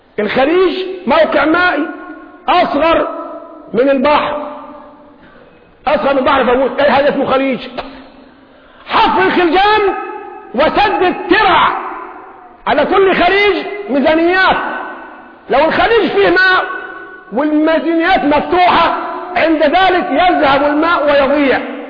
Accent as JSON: {"language": "Arabic", "country": "Egypt", "said": "تخفيض المديونية عنا كمصريين"}